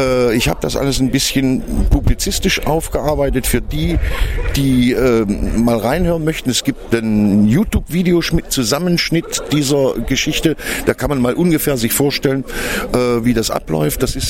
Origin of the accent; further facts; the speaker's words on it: East Germany, Germany; da ich ja selber ein alter Ossi bin, das heißt, ich bin ein gebürtiger DDR-Bürger und selber ein Unrechtsregime gelebt habe viele Jahre, dort inhaftiert gewesen bin